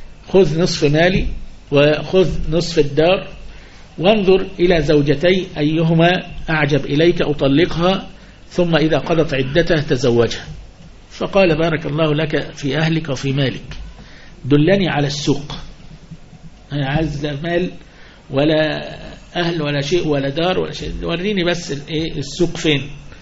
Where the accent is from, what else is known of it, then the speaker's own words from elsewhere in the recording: Upper Egypt, Egypt; زي عندنا في الصعيد يقول باه باه